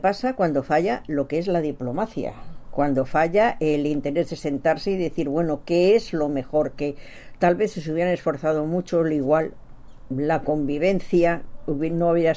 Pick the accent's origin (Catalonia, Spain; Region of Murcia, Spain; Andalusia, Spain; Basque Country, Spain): Catalonia, Spain; Barcelona; Lo digo porque yo soy de Barcelona